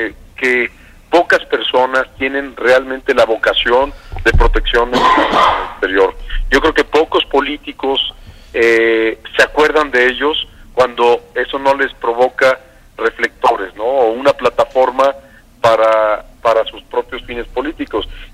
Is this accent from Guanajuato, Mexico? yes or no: yes; Guanajuato, Mexico; pero pues soy de Guanajuato, conozco su trayectoria